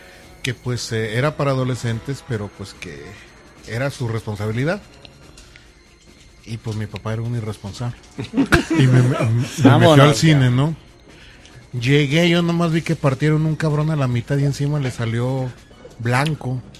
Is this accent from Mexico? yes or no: yes; Mexico; porque como somos rancheros mexicanos.